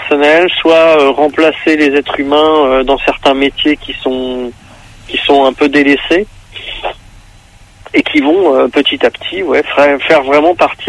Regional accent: Nancy, Grand Est, France; On est originaire de Nancy, en Lorraine.

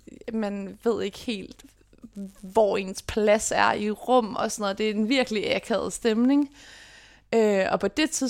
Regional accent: Copenhagen, Capital Region, Denmark; jeg er født og opvokset på Vesterbro / Valby, fordi at mine forældre har de første år af mit liv boet på et familiekollegie, der ligger lige på grænsen af Valby og Vesterbro. Så det er lige der ved Carlsberg.

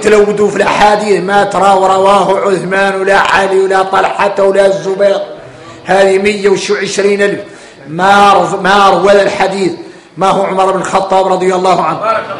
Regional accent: Mauritania; احنا موريتاني ضارك طارينا نكتشف المعادن

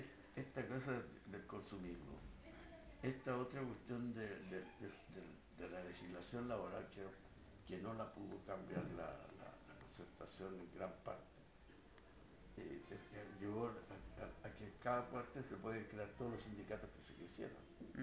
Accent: Chile; como los chilenos habíamos cambiado

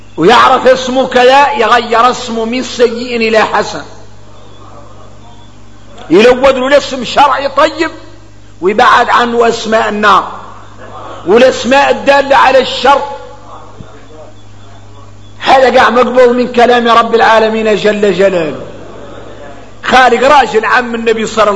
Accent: Mauritania; احنا نعرف الحديث متفق عليه غنى احنا موريتاني

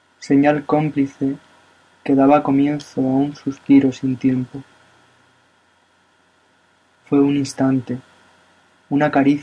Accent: Albacete, Castilla-La Mancha, Spain; soy de Albacete, España.

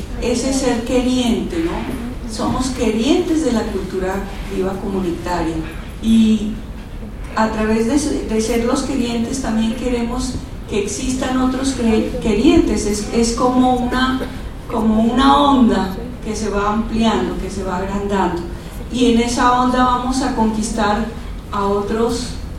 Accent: Nariño, Colombia; Nosotros como colombianos también estamos en esas, nos vamos a reacomodar y necesitamos estar muy plantados en nuestros territorios

